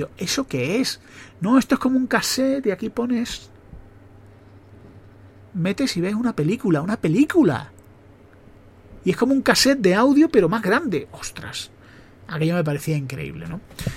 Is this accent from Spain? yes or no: no; Mexico; moved away; Sueño con volver a México, ¿no? Nosotros nos fuimos de México cuando empezó un problema de inseguridad. Y tuvimos que ir por un tema de seguridad.